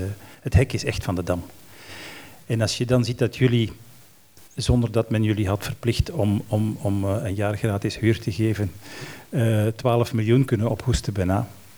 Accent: Antwerp, Flanders, Belgium; now in Brussels, Belgium; ik ben geboren in de Zeefhoek, dat gebouw is een icoon uit mijn jeugd, en ik woon nu in Brussel in een toren en ik zie bij helder weer de Oudaan aan de horizon

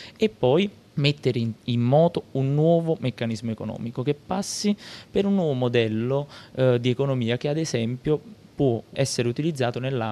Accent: Pomigliano d'Arco, Campania, Italy; io sono di Pomigliano d'Arco, quindi nella mia città si è subito più di tutti questo concetto di crescita

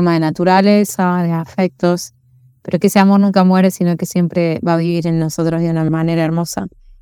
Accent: Córdoba, Argentina; soy compositora cordobesa

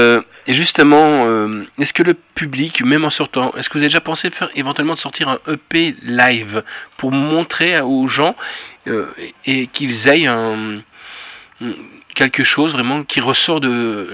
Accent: Brussels, Belgium; c'est comme nous chez nous en Bruxelles

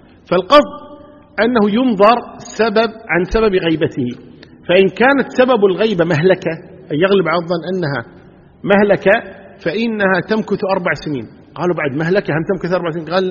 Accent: Kuwait

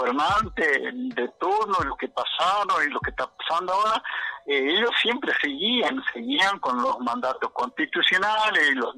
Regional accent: Argentina; podemos como ciudadanos argentinos

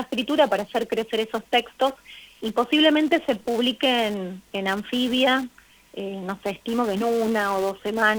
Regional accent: Santa Fe, Argentina; yo que vivo en un pueblito de 3.000 habitantes, incluso en mis orígenes, que soy santafesina, en mi ciudad

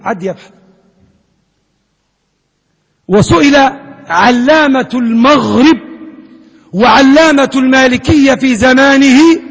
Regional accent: Libya; اللهم من أراد بلادنا ليبيا بسوء

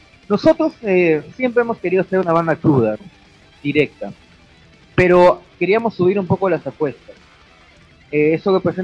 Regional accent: Peru; obligatoriamente pues somos de Perú.

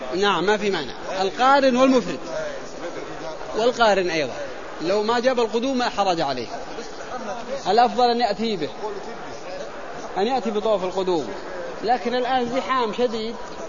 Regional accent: Al-Qassim, Saudi Arabia; أنا من القصيم وإنما نأتي أيام الحج، التوعية ودروس في الحرم بأيام الحج فقط، وإلا نرجع للقصيم بعدما تنتهي أعمال الحج.

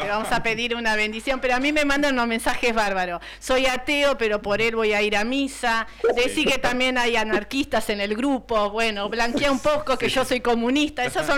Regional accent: Cañuelas, Buenos Aires Province, Argentina; nosotros somos los locos de Cañuelas, anarquistas, radicales, peronistas y comunistas

